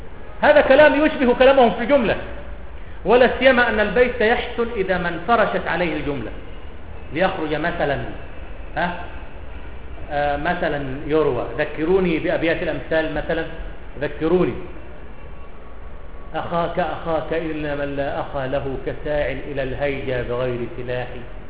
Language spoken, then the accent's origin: Arabic; Cairo, Cairo Governorate, Egypt; لا القاهرة، أنا من أهل القاهرة وأتعصب لها، أتعصب للقاهرة.